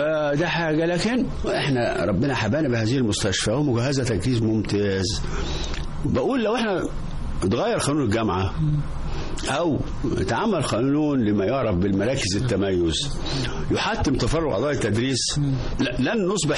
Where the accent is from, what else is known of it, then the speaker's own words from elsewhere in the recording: Egypt; ما احنا مصريين اهو